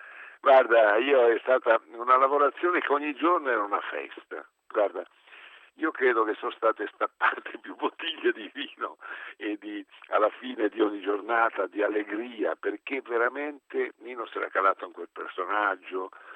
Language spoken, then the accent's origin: Italian; Genoa, Liguria, Italy; io sono genovese